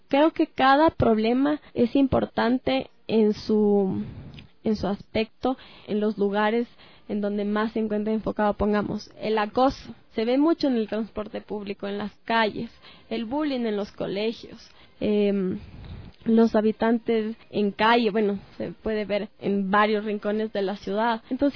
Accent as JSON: {"language": "Spanish", "town": "Quito", "region": "Pichincha", "country": "Ecuador", "said": "nosotros como quiteños primero conozcamos nuestra historia, nuestra cultura"}